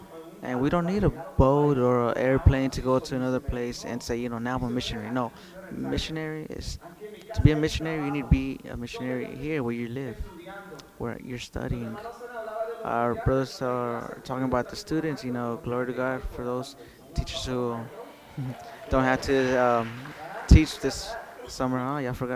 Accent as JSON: {"language": "English", "town": "New York City", "region": "New York", "country": "United States", "tie": "born or raised there", "said": "I was raised there in Brooklyn."}